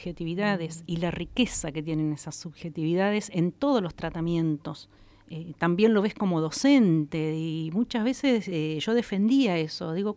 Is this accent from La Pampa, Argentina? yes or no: yes; Intendente Alvear, La Pampa, Argentina; Soy nativa de un pueblo hermoso, Intendente Alvear